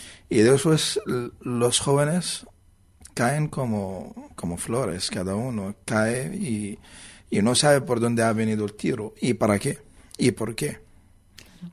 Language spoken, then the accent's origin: Spanish; Gaza Strip, Palestine; en Gaza, en la zona de Jan Yunes, y especialmente en mi pueblo